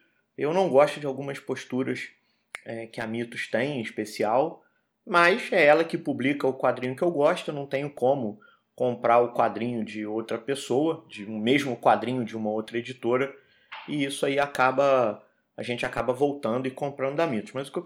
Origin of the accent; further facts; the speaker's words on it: Rio de Janeiro, Brazil; o carioca, eu sou do Rio, então o carioca